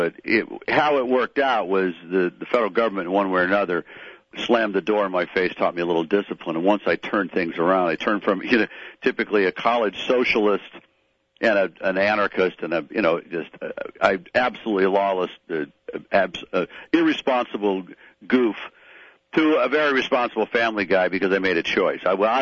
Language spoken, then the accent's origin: English; Detroit, Michigan, United States; now in Los Angeles, United States; I'm just a Pistons fan. I'm from Detroit, so I'm not a big Laker fan. I live here in Los Angeles.